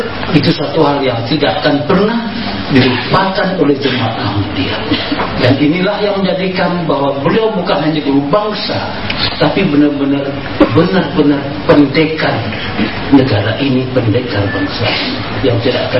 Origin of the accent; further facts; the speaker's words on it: Sumatra, Indonesia; born there; now in Yogyakarta, Indonesia; saya yang lahir di Sumatera datang ke Jogja.